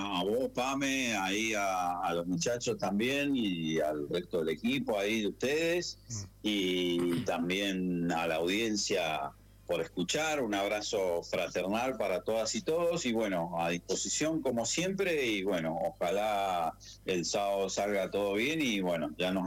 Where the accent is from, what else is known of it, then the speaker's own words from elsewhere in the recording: Argentina; nosotros nacemos, vivimos y morimos como argentinos, ¿no?